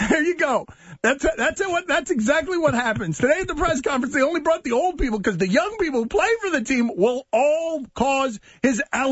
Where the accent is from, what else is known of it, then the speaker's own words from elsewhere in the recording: New York, United States; I'm from New York.